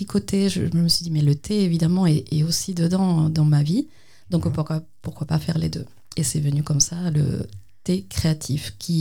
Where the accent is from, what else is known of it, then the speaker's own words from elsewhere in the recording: Cuba; je viens d'une école d'art, en fait.